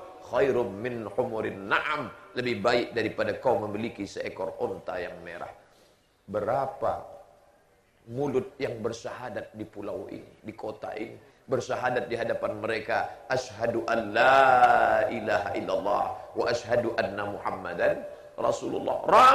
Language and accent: Indonesian; Siak Sri Indrapura, Riau, Indonesia; Saya berasal terbang jauh dari Riau, Kerajaan Siak, Sri Indrapura.